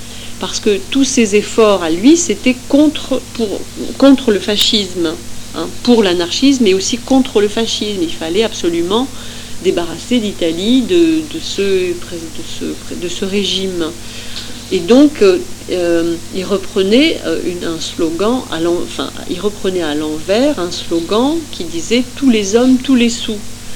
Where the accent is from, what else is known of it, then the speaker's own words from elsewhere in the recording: Esch-sur-Alzette, Luxembourg; born there; il passe à Esch-sur-Alzette. C'est ma ville natale.